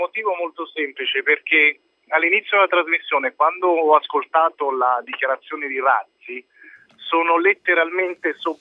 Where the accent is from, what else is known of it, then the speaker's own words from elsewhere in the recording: Pescara, Abruzzo, Italy; Io sono di Pescara, ieri per lavoro sono partito e sono andato a Zurigo